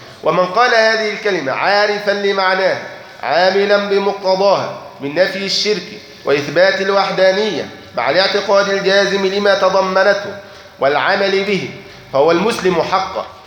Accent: Egypt; عندنا في مصر الحق أنهم جهلة

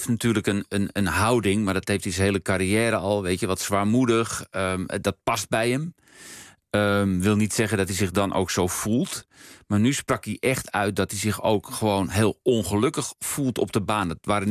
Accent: Netherlands; Want daar zijn we als Nederlanders allemaal benieuwd naar.

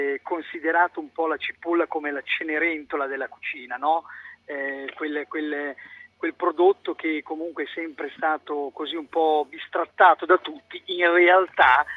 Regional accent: Medicina, Emilia-Romagna, Italy; poi io sono nato a Medicina, un paese dove la cipolla la fa da padrone, sono nato in mezzo ai campi, pensa che da ragazzino le andavo anche a raccogliere

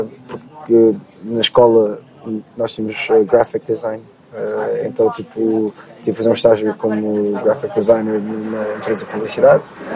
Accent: Portugal; also born or lived in South Africa; eu cresci, estive a morar na África do Sul, quando era mais novo. O meu irmão mais novo nasceu lá. E depois, quando nós voltamos para Portugal, no quinto ano

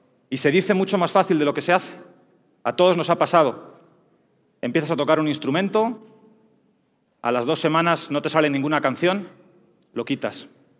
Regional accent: Spain; moved away as an adult; now in Mexico; Como todos podéis escuchar, pues yo soy español, llevo ya varios años viviendo en México.

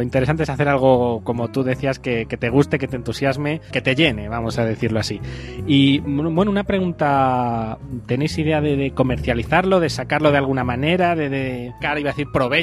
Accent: Spain; como somos de aquí de España

